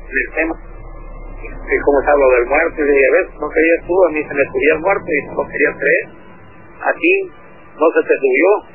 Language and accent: Spanish; Mexico City, Mexico; now in Baja California, Mexico; Tengo 17 años radicando aquí en Baja California.